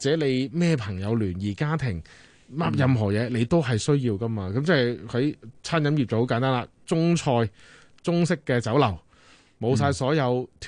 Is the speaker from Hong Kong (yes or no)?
no; Canada; 大家就吓学咗我哋加拿大人咁样啦